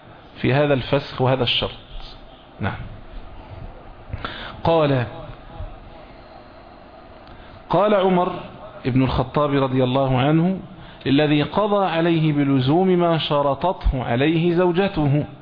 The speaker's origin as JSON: {"language": "Arabic", "country": "Egypt", "said": "اللي هو احنا بنقولها بالتعبير العام عندنا في مصر هنا، اللي اوله شرط اخر نص"}